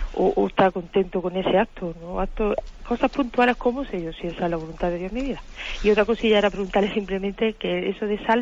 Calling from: Granada, Andalusia, Spain; Soy de aquí, de Granada, que le llamo.

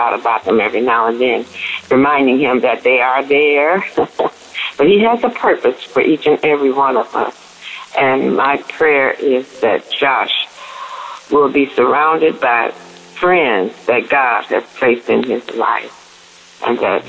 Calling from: Arkansas, United States; Hello, DAB Davers family. I'm calling from Arkansas

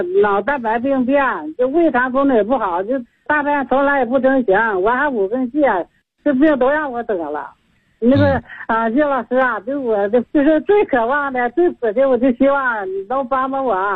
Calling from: Suihua, Heilongjiang, China; 我是来自龙江绥化了，今年70岁了。

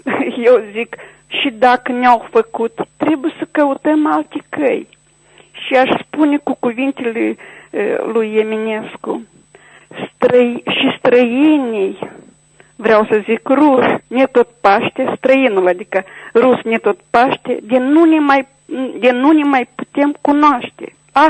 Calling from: Chișinău, Moldova; din Chișinău.

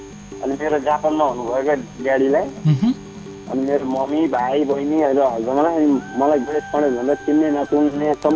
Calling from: Biratnagar, Koshi Province, Nepal; म विराटनगर नगरदेखि

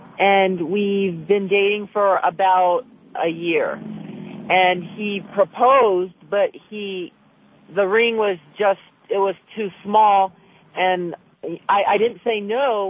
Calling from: Burbank, California, United States; No, I'm calling from Burbank.

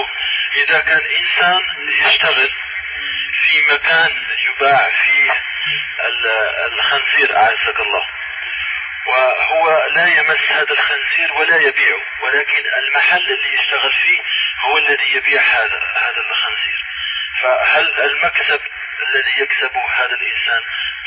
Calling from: United States; أنا أتكلم معك من أمريكا وعندي سؤال.

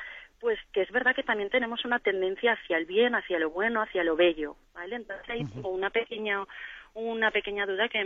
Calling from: Valencia, Valencian Community, Spain; de Valencia.

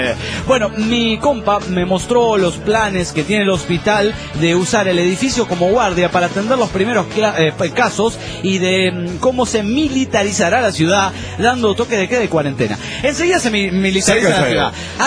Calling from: Spain; de Gran Olars, España.

